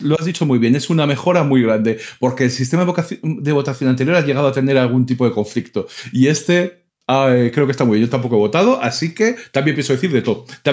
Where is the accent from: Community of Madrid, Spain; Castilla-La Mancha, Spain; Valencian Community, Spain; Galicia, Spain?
Community of Madrid, Spain; Madrid; Que a ver, que soy muy de Madrid, que me gusta mucho Madrid, pero que terminas muy harto de Madrid también.